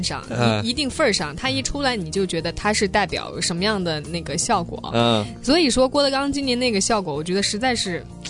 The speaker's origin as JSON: {"language": "Chinese", "region": "Jiangxi", "country": "China", "said": "但是你不要说广东，就像我们江西人，"}